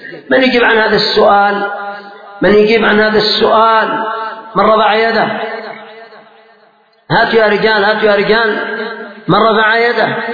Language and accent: Arabic; Yemen; صلاة العصر كانت عندنا في اليمن قد تركت في وقتها